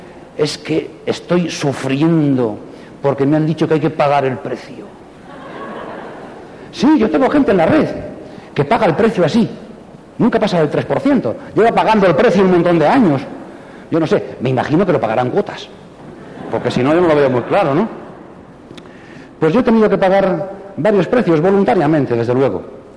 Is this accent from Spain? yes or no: yes; Santander, Cantabria, Spain; Y en el año 82 dejé 2 días para ir a Santander, a mi pueblo, donde yo había vivido siempre